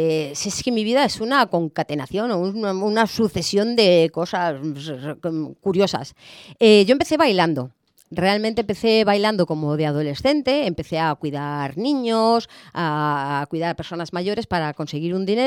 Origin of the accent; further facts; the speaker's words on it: Madrid, Community of Madrid, Spain; also born or lived in Alicante; a los 2 o 3 meses ya volví a Madrid. O sea que realmente fue como que yo quería nacer en el Mediterráneo, en Alicante, y aunque luego pues mi vida fue en Madrid, más concretamente en el barrio de Estrecho.